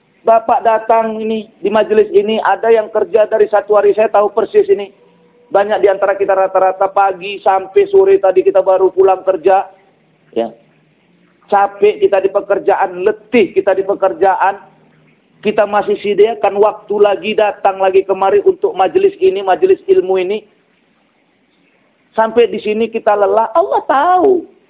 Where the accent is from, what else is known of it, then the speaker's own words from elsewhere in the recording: Kuala Tanjung, North Sumatra, Indonesia; Yang paling jauh saya dari Kuala Tanjung.